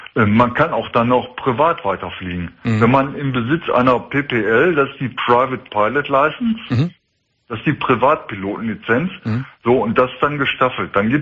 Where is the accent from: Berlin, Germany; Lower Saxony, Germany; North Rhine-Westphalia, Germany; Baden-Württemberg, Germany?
North Rhine-Westphalia, Germany; Essen; ich komme aus der Stadt Essen.